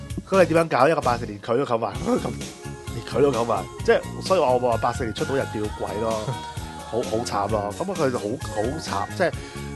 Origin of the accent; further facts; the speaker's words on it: Hong Kong; 即係嗰間屋咧就好似而家我哋香港人買樓嗰啲咁樣嘅